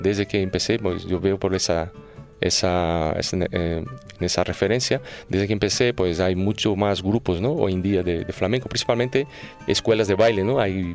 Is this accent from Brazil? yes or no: yes; Brazil; un río que hay cerca de mi pueblo allí en Brasil